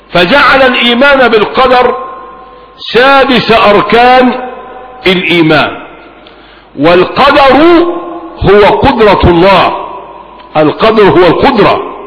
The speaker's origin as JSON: {"language": "Arabic", "country": "Egypt", "said": "نحن أبناء مصر،"}